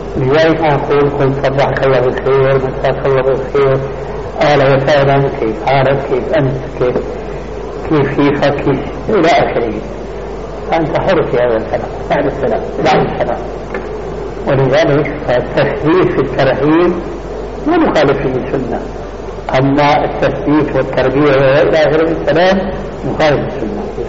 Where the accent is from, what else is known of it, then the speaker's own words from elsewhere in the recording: Syria; كما يقول العامة عندنا في الشام